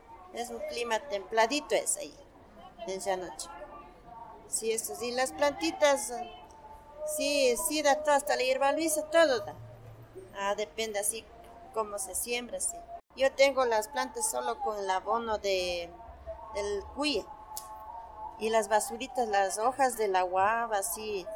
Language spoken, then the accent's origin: Spanish; Llano Chico, Pichincha, Ecuador; Yo vengo de la parroquia de Llano Chico, perteneciente a Quito, vengo acá a vender el 1 de mayo. Y yo vengo desde casi que tuve los 15 años. Yo ya tengo mi edad desde 54 años.